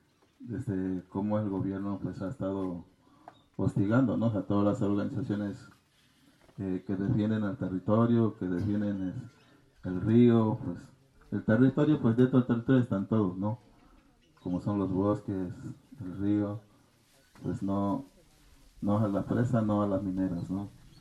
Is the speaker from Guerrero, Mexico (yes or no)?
yes; Ayutla de los Libres, Guerrero, Mexico; Yo soy del municipio de Ayutla de los Libres Guerrero, ni tan libre porque estoy un preso